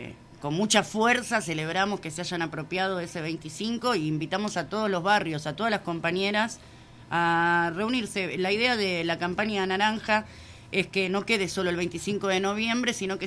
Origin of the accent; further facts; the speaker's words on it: Argentina; Bueno, tampoco somos todos los argentinos así, ¿eh?